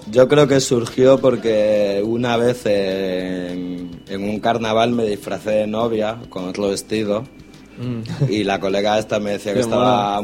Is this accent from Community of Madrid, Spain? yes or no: no; Barcelona, Catalonia, Spain; Y yo dije, señora, que soy de Trinidad Vieja. ¿Sabes? Yo no sé si me vieron de muy morenito de piel o algo, ¿sabes? O no lo sé, pero me quedé flipando, ¿sabes? Me diciendo, me están echando de mi propia tierra